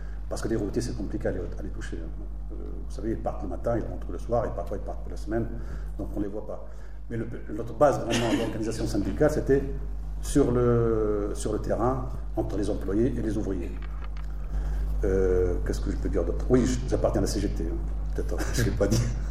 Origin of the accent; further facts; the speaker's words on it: Tunisia; now in France; Donc, moi, je viens de Tunisie.